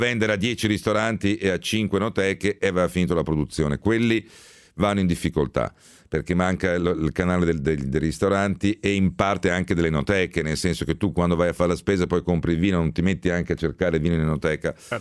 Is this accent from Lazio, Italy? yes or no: yes; Rome, Lazio, Italy; born there; Non dimenticare che sono nato a Roma.